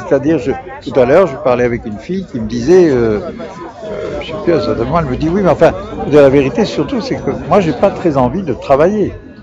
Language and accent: French; Strasbourg, Grand Est, France; parce que je ne suis pas parisien, donc je suis strasbourgeois.